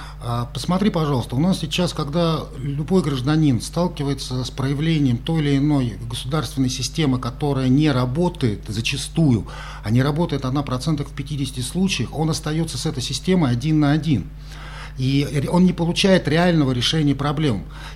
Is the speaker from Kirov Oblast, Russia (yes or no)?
no; Moscow, Russia; Я этого как москвич